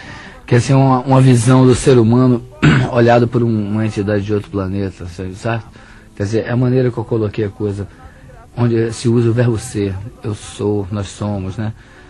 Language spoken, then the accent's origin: Portuguese; Bahia, Brazil; now in Rio de Janeiro, Brazil; quando eu vim para o Rio de Janeiro... Eu saí da Bahia em 67.